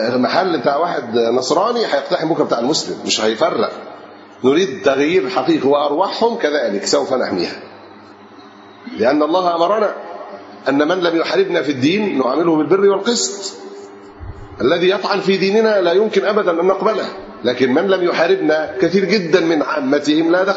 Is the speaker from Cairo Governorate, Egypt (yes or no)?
no; Alexandria, Alexandria Governorate, Egypt; احنا عندنا في اسكندرية التجار في أحد الشوارع قالوا